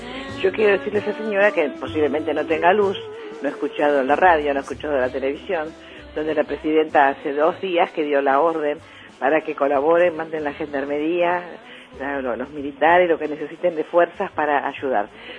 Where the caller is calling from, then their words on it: Vicente López, Buenos Aires Province, Argentina; acá, de Vicente López.